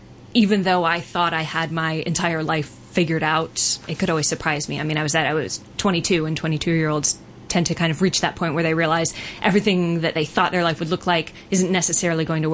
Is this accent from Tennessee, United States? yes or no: no; Arizona, United States; Well, I'm originally from Arizona, in a sort of a suburb outside of Phoenix.